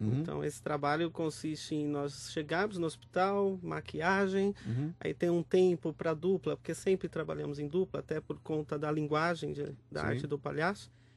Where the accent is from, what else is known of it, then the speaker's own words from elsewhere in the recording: Santo André, São Paulo, Brazil; Eu sou de Santo André, aqui em São Paulo.